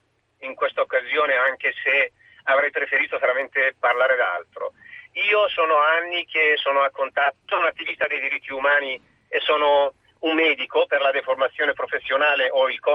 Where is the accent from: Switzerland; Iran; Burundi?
Iran; Italian is a second language; Io sono iraniano. Sono un esule iraniano, sì.